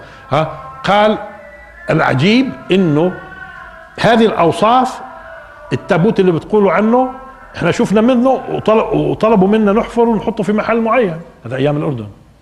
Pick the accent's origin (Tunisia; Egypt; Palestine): Palestine; على فكره بيعنينا شوي احنا كفلسطينيين